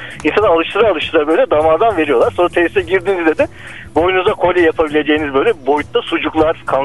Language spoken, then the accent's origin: Turkish; Antalya, Turkey; Memleket Antalya bizim.